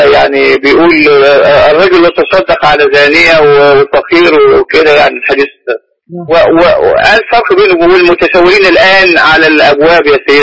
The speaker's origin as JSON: {"language": "Arabic", "country": "Egypt"}